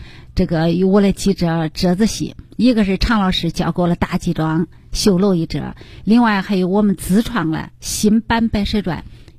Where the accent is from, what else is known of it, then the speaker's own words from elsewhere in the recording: Henan, China; 展现我们河南人的形象，河南人的风采。